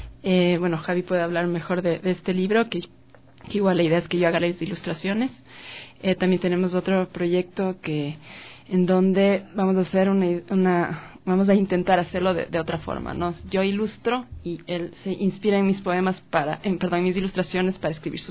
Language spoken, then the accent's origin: Spanish; Quito, Pichincha, Ecuador; Soy quiteña, sí.